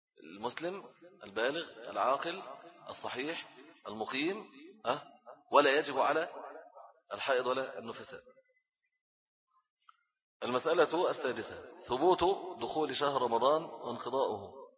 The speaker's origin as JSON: {"language": "Arabic", "country": "Egypt", "said": "وفي الغالب عندنا في مصر دايما اتفق علم الايه الفلك مع الرؤية البصرية دايما"}